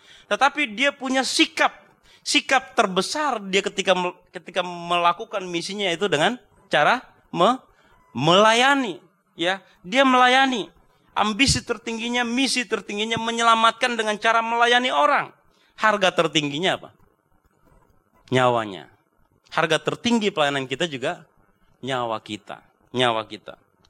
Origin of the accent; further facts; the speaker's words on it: North Sumatra, Indonesia; mesti dibujuk dulu, saya orang Batak